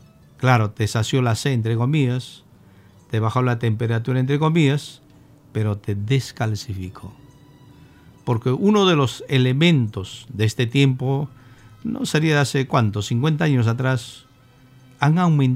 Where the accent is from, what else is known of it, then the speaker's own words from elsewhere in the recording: Peru; Siendo peruanos tenemos tantas plantas medicinales.